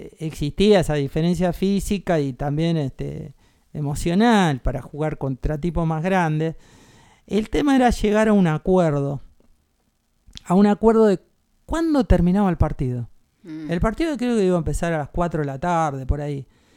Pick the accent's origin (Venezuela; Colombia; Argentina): Argentina; Caseros, Buenos Aires Province; Yo vivía en Caseros, pasé mi infancia en Caseros